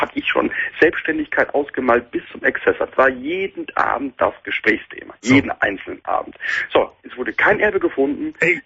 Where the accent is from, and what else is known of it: North Rhine-Westphalia, Germany; born there; now in Cologne, Germany